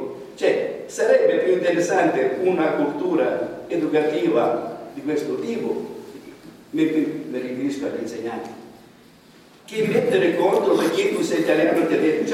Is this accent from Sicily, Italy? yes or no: yes; Sicily, Italy; E io mi trovo appena in parte coinvolto in questo discorso qua, anche se sono siciliano.